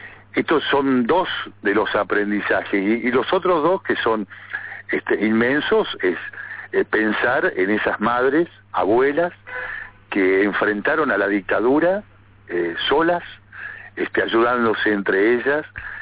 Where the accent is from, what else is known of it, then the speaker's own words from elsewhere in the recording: Neuquén, Argentina; Yo me fui a estudiar a La Plata en la década de 70, era muy joven, yo soy nacido aquí en Neuquén, me he criado toda la vida aquí, y fui a estudiar a La Plata